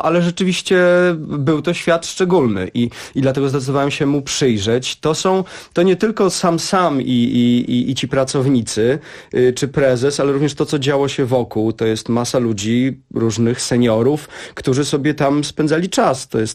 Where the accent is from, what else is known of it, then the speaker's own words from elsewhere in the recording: Warsaw, Masovian Voivodeship, Poland; Jestem z Grochowa. Mieszkałem tam 17 lat